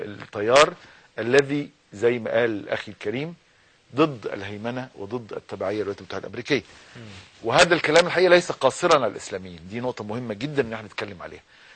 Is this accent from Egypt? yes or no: yes; Egypt; واتعمل عندنا في مصر